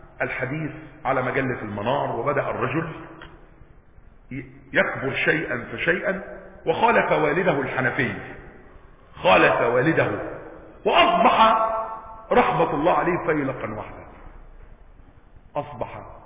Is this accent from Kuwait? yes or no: no; Egypt; ليس مثلنا احنا مصريين